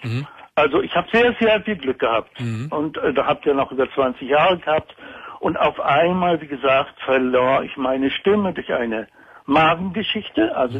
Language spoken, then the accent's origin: German; Baltic coast, Germany; Ich bin an der Ostsee aufgewachsen